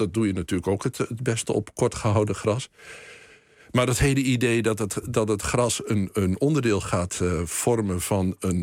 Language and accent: Dutch; Boekelo, Overijssel, Netherlands; want ik ben opgegroeid in Boekelo dichtbij een bos.